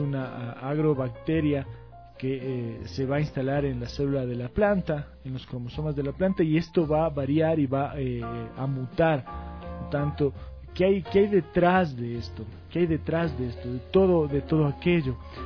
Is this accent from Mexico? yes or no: no; Ecuador; va a acabar con lo que somos nosotros como ecuatorianos, como latinoamericanos